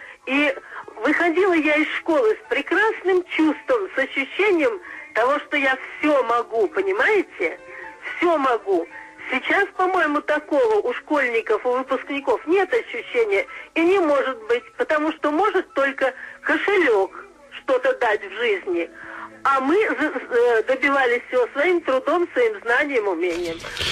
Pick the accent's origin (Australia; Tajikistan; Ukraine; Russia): Russia; Kostroma, Kostroma Oblast; Я из Костромы.